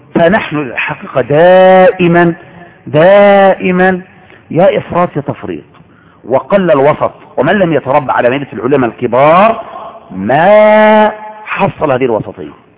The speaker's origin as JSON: {"language": "Arabic", "country": "Egypt", "tie": "born or raised there", "said": "ولهذا عندنا في مصر كنا نتربى على كده"}